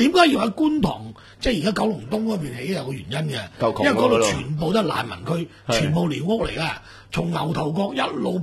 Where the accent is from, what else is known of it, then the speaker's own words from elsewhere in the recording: Guangdong, China; 即系作为我哋广东人咧，就认为80岁以上少丧